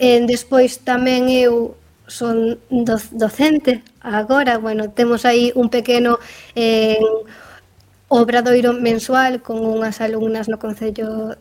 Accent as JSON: {"language": "Galician", "town": "Rianxo", "region": "Galicia", "country": "Spain", "said": "aí físicamente en Rianxo, que eu son de Rianxo"}